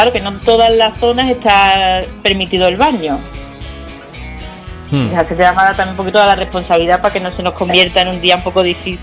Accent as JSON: {"language": "Spanish", "town": "Constantina", "region": "Andalusia", "country": "Spain", "tie": "born or raised there", "said": "los castañares aquí en Constantina, en mi pueblo querido"}